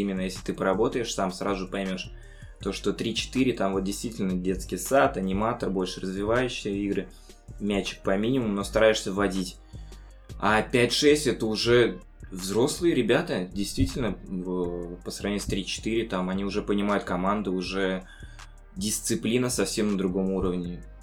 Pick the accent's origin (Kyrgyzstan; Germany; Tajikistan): Tajikistan; Dushanbe; moved away; also born or lived in Yelabuga, Russia; Родился в Душанбе, Средняя Азия. Воспитывал папа, мама, полная семья у нас, брат-двойняшка, Тимур и старшая сестра.